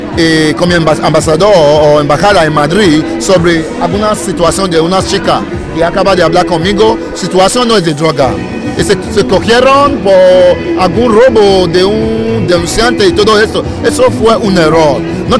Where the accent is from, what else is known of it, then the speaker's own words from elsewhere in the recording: Nigeria; Bueno, mi traje es un vestido tradicional de país. Bueno, no somos europeos, somos africanos, tenemos nuestra manera de vestir. Eso es lo que llevo, bueno como un dirigente nigeriano aquí, para ser un ejemplo para todo.